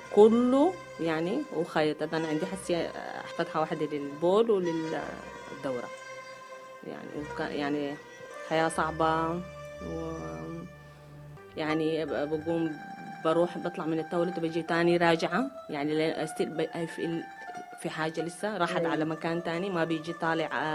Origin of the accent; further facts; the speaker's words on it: Sudan; أنا من السودان.